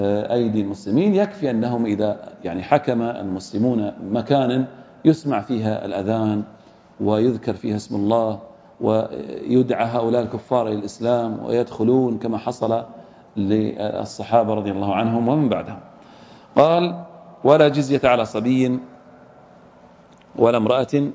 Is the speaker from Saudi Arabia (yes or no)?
yes; Saudi Arabia; ولله الحمد إحنا عندنا في السعودية الآن لا يوجد إيش؟ أهل ذمة